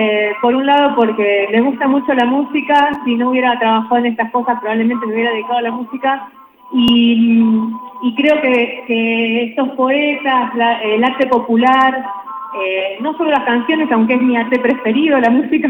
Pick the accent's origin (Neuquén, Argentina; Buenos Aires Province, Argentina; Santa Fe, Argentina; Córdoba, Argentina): Córdoba, Argentina; Capilla del Monte; vengo de Capilla del Monte